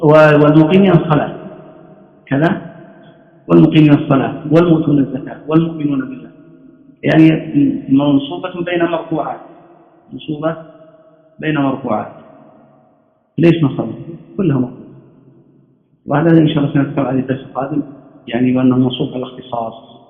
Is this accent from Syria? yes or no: no; Najd, Saudi Arabia; وهذا عادة كانت عندنا في نجد ما زالت